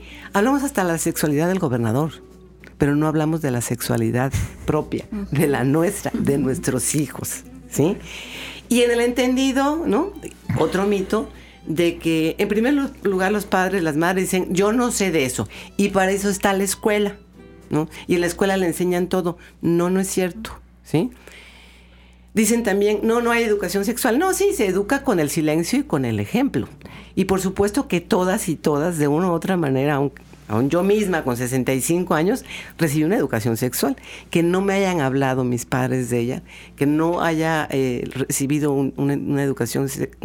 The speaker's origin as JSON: {"language": "Spanish", "region": "Veracruz", "country": "Mexico", "said": "Creo que en nuestro estado la sexualidad sigue siendo un tabú, ¿no? Dicen que los veracruzanos somos, y las veracruzanas muy jariosas"}